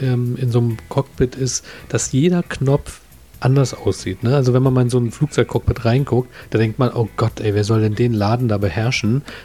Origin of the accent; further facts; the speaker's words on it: Berlin, Germany; Also ich bin ja auch Berliner